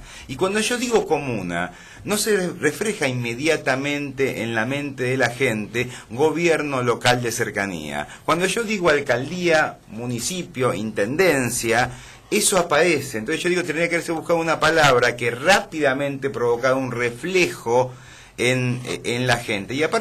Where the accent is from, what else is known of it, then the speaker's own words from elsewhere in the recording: Argentina; Más allá de que yo soy descendiente de franceses … yo soy profundamente argentino y vivo en un lugar donde la gente habla español.